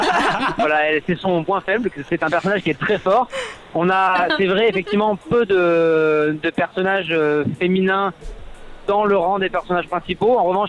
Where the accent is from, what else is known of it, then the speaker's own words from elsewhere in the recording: Montpellier, Occitanie, France; now in Paris, France; Puisque ouais, à la base, nous, on est de Montpellier. Maintenant, il y a beaucoup de personnes de l'équipe qui sont sur Paris, moi inclus.